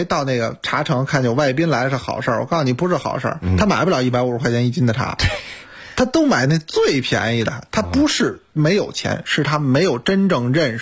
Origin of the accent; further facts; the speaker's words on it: China; 我们中国人